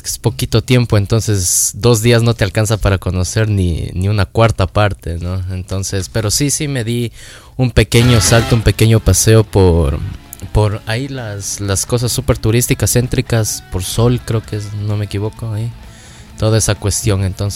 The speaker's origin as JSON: {"language": "Spanish", "town": "Ambato", "region": "Tungurahua", "country": "Ecuador", "said": "el viernes tenemos una rueda de prensa allá en mi ciudad antes del evento en el día sábado, ¿no? En el Teatro al Aire Libre en Ambato."}